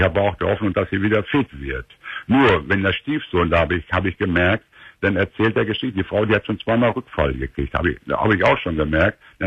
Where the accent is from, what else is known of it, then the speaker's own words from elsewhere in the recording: Minden, North Rhine-Westphalia, Germany; now in Ruhr area, Germany; Ich komme eigentlich aus dem Minderkreis, wohnen wir in Pott.